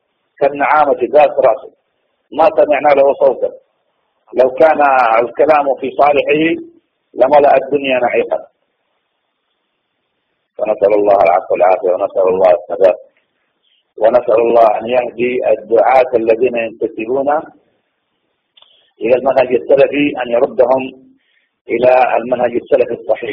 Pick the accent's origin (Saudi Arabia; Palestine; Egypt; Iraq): Saudi Arabia; عندنا في السعودية